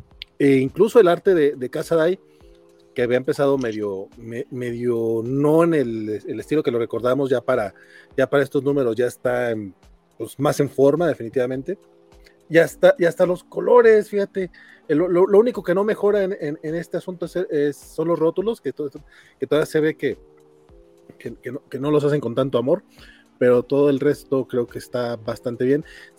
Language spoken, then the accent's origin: Spanish; Durango, Mexico; pero soy de Durango, creo que lo veo un poco más normal.